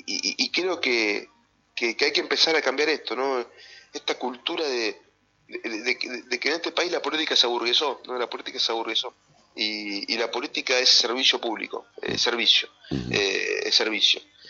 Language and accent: Spanish; Concepción del Uruguay, Entre Ríos, Argentina; Yo soy de Concepción del Uruguay, no soy de acá